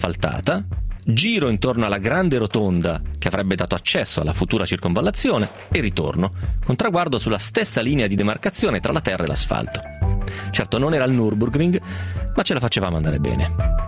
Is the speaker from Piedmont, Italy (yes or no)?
yes; Romentino, Piedmont, Italy; passando proprio per il mio di paese, per Romentino. Noi eravamo dei 14enni senza troppe pretese